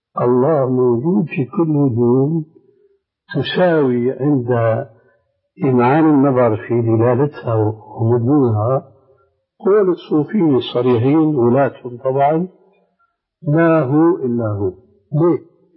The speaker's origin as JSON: {"language": "Arabic", "country": "Syria", "said": "عندنا في سوريا العلويين والاسماعيليين."}